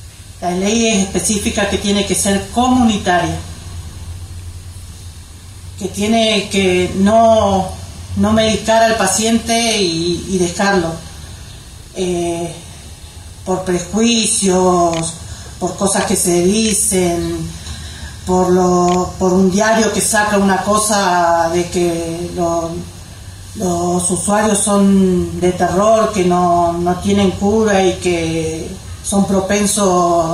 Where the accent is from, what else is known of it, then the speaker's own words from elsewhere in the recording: Bariloche, Río Negro, Argentina; de Bariloche